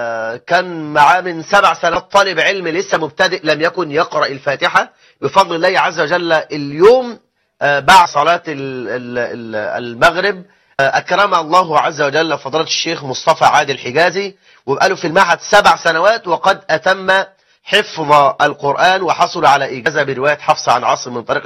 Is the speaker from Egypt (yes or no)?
yes; Egypt; آخر إحصائيات عندنا في مصر 9 مليون امرأة مطلقة،